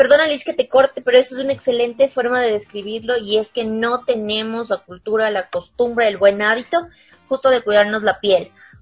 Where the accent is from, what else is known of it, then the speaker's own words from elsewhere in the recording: Ecuador; Nosotros también podemos ser veedores, como ciudadanos, como ecuatorianos.